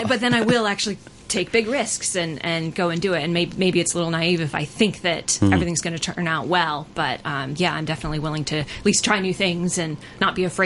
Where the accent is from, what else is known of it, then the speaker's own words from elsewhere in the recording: Arizona, United States; Well, I'm originally from Arizona, in a sort of a suburb outside of Phoenix.